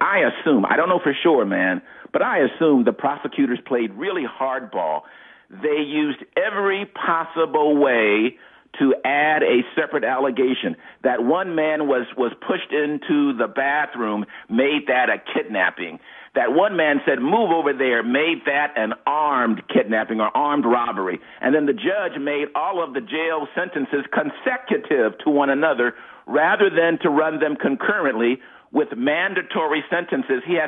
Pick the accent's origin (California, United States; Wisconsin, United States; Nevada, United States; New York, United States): California, United States; Los Angeles; that tapped into me personally and my life growing up in Los Angeles, man.